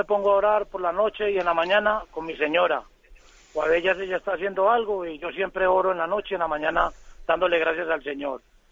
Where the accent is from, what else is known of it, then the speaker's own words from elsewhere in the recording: Colombia; Soy colombiano, Monseñor